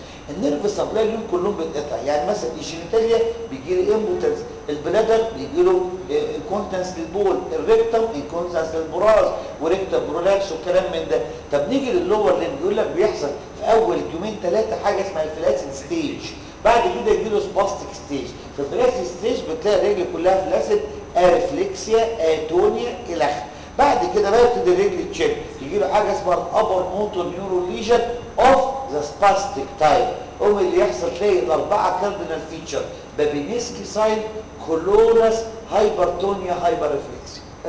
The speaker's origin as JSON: {"language": "Arabic", "country": "Egypt", "said": "عندنا في مصر بيقولوا كده"}